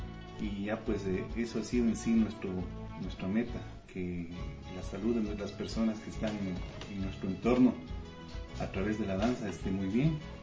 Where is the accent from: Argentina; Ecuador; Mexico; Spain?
Ecuador; Non, Pichincha; empezó su trajinar por este hermoso mundo de la danza en mi pueblo natal, que es Non.